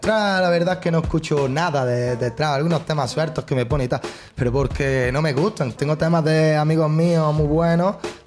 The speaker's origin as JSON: {"language": "Spanish", "country": "Spain", "said": "porque soy español y no entiendo ni puta idea de inglés."}